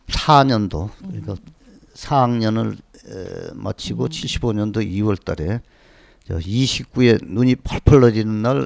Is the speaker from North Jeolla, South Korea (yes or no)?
yes; North Jeolla, South Korea; 이제 초등학교, 중학교는 고향서 다녔습니다.